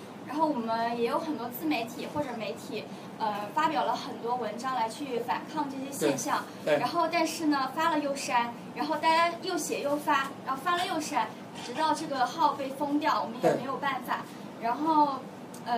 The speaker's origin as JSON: {"language": "Chinese", "country": "China", "said": "我是一名来自中国内地的学生"}